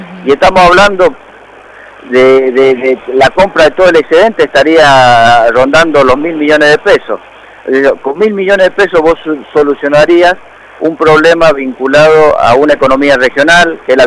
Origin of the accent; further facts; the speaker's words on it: Mendoza, Argentina; No soy un especialista, pero sí me preocupa como argentino, como mendocino